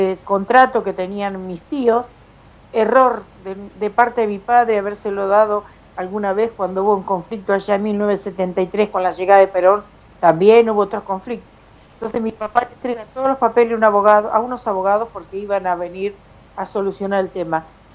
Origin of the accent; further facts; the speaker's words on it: Buenos Aires, Argentina; born there; Y yo nací en Pereira, así que soy hija de los primeros pobladores del parque.